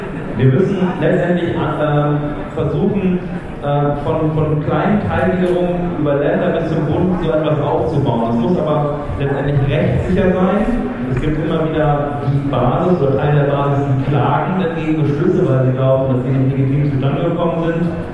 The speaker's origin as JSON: {"language": "German", "region": "Bremen", "country": "Germany", "said": "Ich komme aus Bremen, wir brauchen 10% für den Listenplatz"}